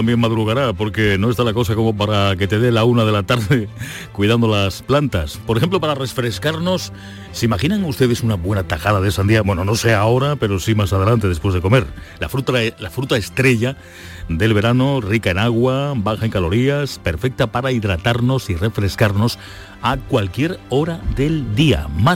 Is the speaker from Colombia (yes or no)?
no; Andalusia, Spain; los titulares más importantes de los periódicos de nuestra tierra, en Andalucía